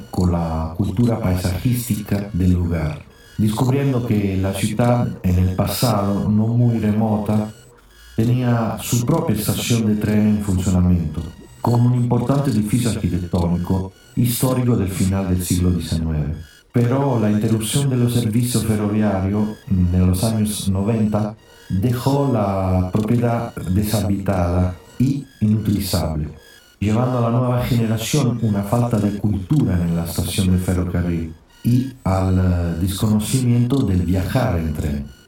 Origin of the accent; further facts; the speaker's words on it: Italy; Spanish is a second language; now in San Juan, Argentina; soy italiano, 5 años que estoy radicado en la provincia de San Juan.